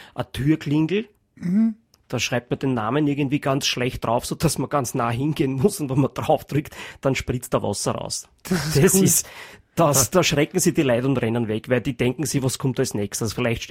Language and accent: German; Austria; Da ist man, glaube ich, als Geheimagent, als Österreicher schon einmal sehr gut ausgestattet.